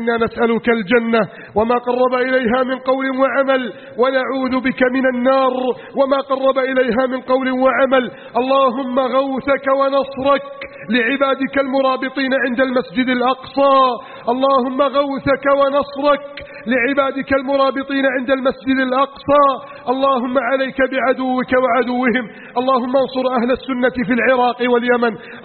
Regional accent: Egypt; واجعل بلدنا مصر آمنا مطمئنا وسائر بلاد المسلمين

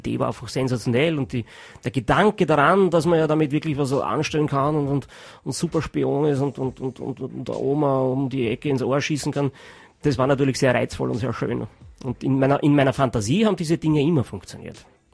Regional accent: Austria; ich bin ein Österreicher, das verbiete ich mich, ich bin nicht deppert.

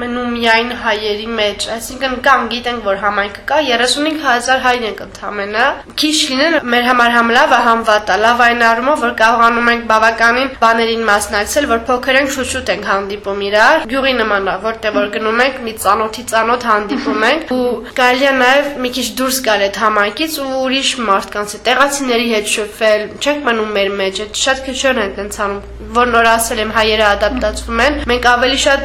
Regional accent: Armenia; now in Belgium; 90-ական թվերին էլ ես էլ այդ շարժումից եմ գալիս, ընդա մեծացել ենք ու մենք հայաստանցի ենք կոչվում, իսկ երբ որ գալիս ենք Հայաստան, մեզ եվրոպացու տեղ են դնում, այսինքն սփյուռքը հայ ենք, ոչ Բելգիայում ենք բելգիացի, ոչ Հայաստանում ենք հայաստանցի

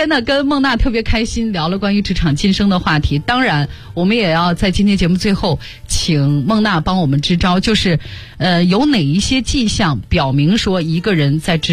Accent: Shanxi, China; 这杏花村酒是我们山西我老家的酒

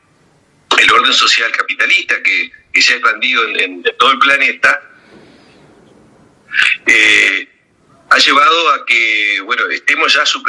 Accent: Argentina; en un país como la Argentina, que tiene la riqueza que tiene y que somos tan pocos

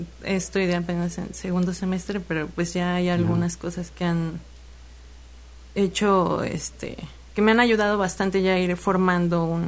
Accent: Xalapa, Veracruz, Mexico; De aquí, de Jalapa.

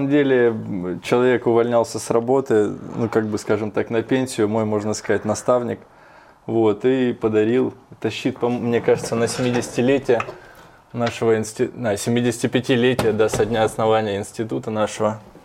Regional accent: Rostov-on-Don, Rostov Oblast, Russia; Как бы командировки пока были в основном у меня на юг, я же из Ростова.

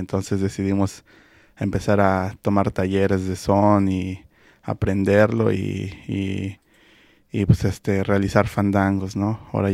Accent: Salem, Oregon, United States; venimos de Salem, Oregon. Bueno, al menos yo.

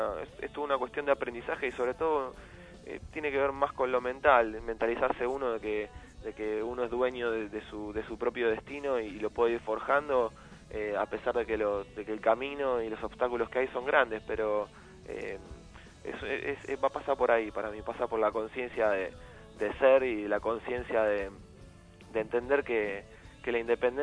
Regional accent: Ramos Mejía, Buenos Aires Province, Argentina; nosotros somos un poquito más, un poquito menos del oeste, somos de Aedo, de Ramón Mejía

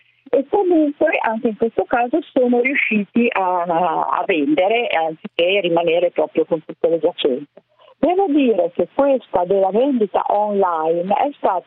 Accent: Genoa, Liguria, Italy; io sono genovese, quindi sentir parlare Costa Crociere mi ricorda sempre quando ero ragazzina, vivevo sul mare. Adesso vivo su un lago, però non è lo stesso.

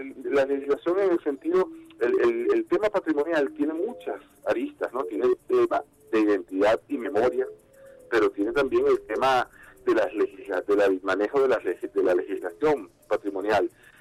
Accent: Venezuela; nos identifica como venezolanas, como venezolanos

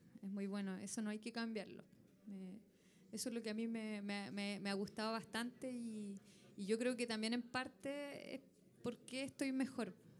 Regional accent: Santiago, Chile; born there; now in Iquique, Chile; Bueno, yo nací en Santiago.

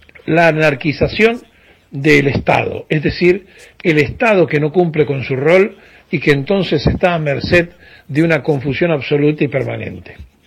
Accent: Argentina; Nosotros como argentinos estamos en crisis

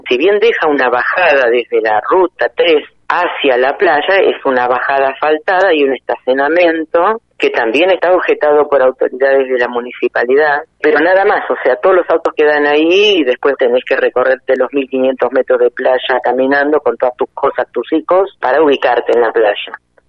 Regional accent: Comodoro Rivadavia, Chubut, Argentina; soy de Comodoro Rivadavia

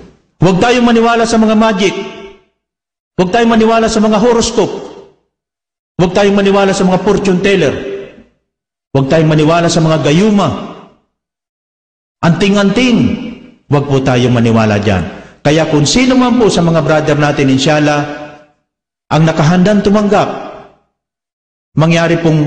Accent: Bicol Region, Philippines; Taga-Bicol ako.

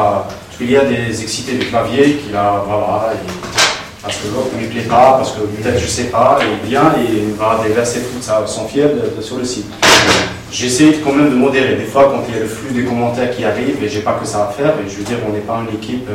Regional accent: Algeria; on n'est pas des Suisses, je veux dire, on n'a pas vécu dans la paix, on est des Algériens

